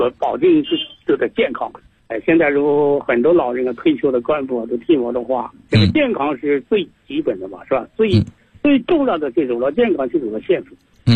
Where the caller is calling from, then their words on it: Guangdong, China; 我呢是来自广东西宁的，